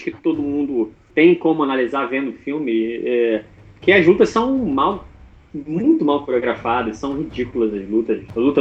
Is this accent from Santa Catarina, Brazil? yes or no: no; Rio de Janeiro, Brazil; eu sou do Rio de Janeiro